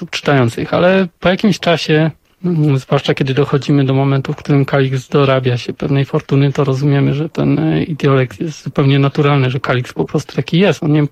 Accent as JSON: {"language": "Polish", "region": "northern Poland", "country": "Poland", "tie": "born or raised there", "said": "Wychowywałem się na północy Polski, nie mam żadnych kontaktów rodzinnych z tamtymi rejonami."}